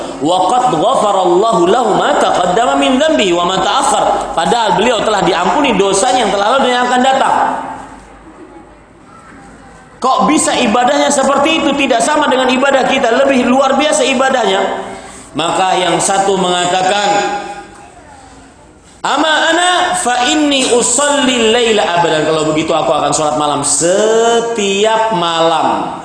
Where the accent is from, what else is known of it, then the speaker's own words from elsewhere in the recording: Banjarmasin, South Kalimantan, Indonesia; ini isu dan misi yang saya bawa dari kota saya, dari Banjarmasin untuk Jakarta.